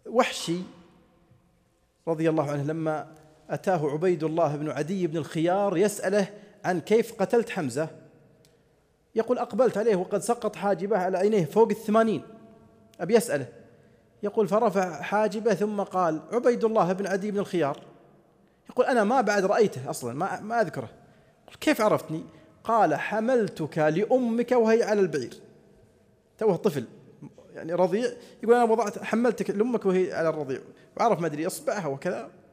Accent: Saudi Arabia; عندنا في السعودية الأحساء

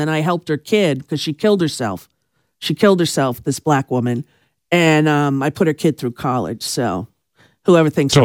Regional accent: New York, United States; growing up on Long Island, we used to get dressed up

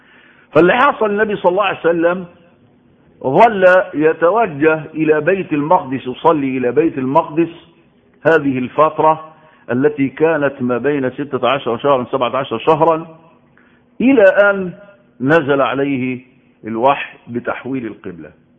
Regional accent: Egypt; خاصة في بلدنا مصر يحتفلوا بالنص من شعبان

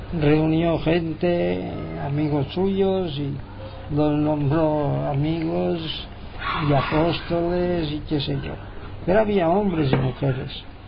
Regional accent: Palma, Balearic Islands, Spain; also born or lived in Inca; Soy un obrero yesero ya jubilado. Nací en Inca, Mallorca. Desde muy pequeño, bueno, yo aún no andaba, me trajeron a Palma. Y siempre hemos vivido en Palma. Los primeros años fueron en la corte antigua de Palma

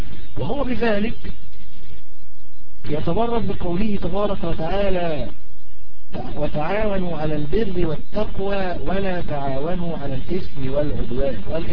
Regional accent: Egypt; فمثلا أنا رجل مصري الجنسي

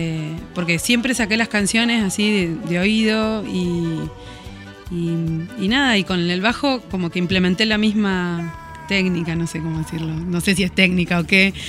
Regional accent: Comodoro Rivadavia, Chubut, Argentina; tocaba allá en Comodoro, porque yo soy de Comodoro.

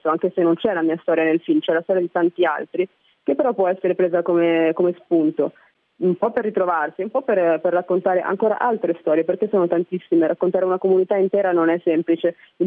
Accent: Milan, Lombardy, Italy; Io sono cresciuta a Milano, in Italia

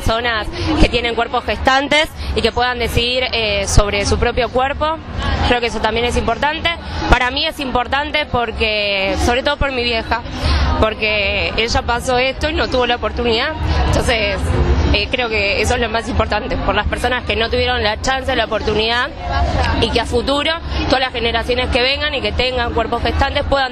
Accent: Buenos Aires, Argentina; soy de Caballito, Capital Federal

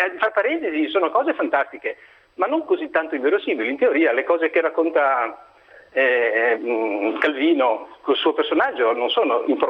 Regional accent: Genoa, Liguria, Italy; now in Venice, Italy; perché io chiamo da Venezia ma sono genovese

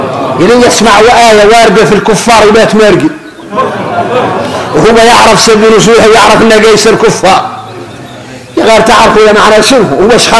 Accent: Mauritania; احنا موريتاني

